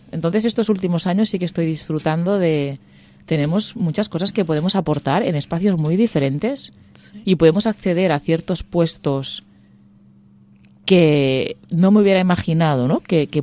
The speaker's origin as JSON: {"language": "Spanish", "region": "Catalonia", "country": "Spain", "said": "gente de orígenes diferentes, pero somos muy de aquí. Tanto Chandra como yo me considero muy catalana y mi nombre es muy catalán."}